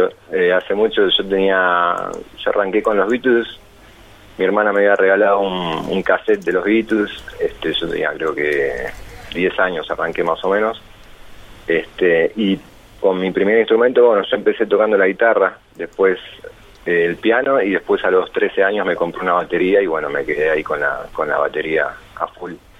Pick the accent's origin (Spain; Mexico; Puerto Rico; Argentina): Argentina; Buenos Aires; somos de Capital y acá, obviamente, en provincia de Buenos Aires